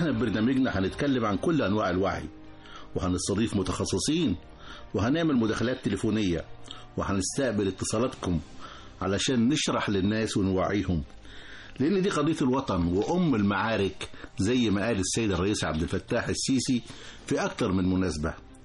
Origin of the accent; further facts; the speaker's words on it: Egypt; بعض الأمور اللي تهمنا كلنا كمصريين